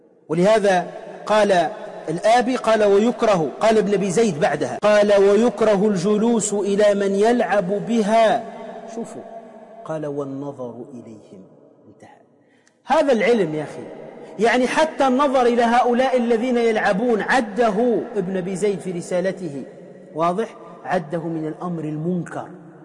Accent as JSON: {"language": "Arabic", "country": "Tunisia", "said": "يسمى عندنا في تونس الشيش بيس"}